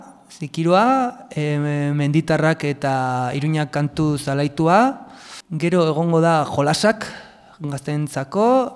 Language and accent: Basque; Auzperri, Navarre, Spain; Auzperrikoa naiz, eta hori